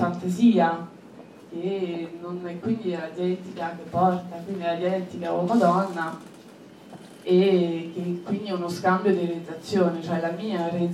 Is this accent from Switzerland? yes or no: no; France; Italian is a second language; now in Italy; io in quanto francese che vive qua da vari anni, una quindicina di anni, quindi che ha una doppia cultura